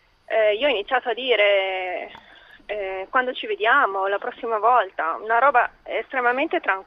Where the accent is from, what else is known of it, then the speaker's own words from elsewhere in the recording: Milan, Lombardy, Italy; sono di Milano.